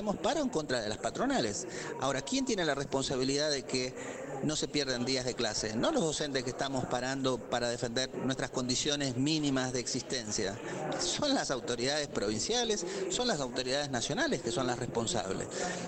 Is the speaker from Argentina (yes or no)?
yes; Santa Fe, Argentina; Yo soy de Santa Fe.